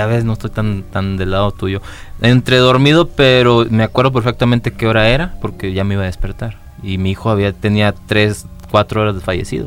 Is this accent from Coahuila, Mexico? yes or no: yes; Ocampo, Coahuila, Mexico; mi infancia la viví en Ocampo, Coahuila.